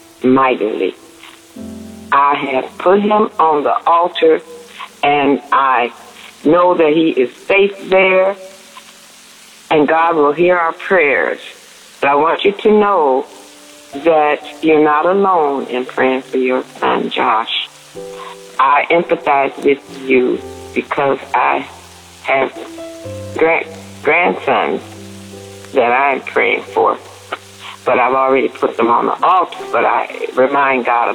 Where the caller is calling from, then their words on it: Arkansas, United States; Hello, DAB Davers family. I'm calling from Arkansas